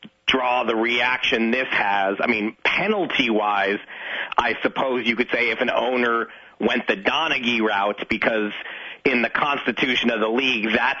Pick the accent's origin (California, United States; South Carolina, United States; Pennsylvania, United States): California, United States; I'm a Californian. I've only been to Disneyland.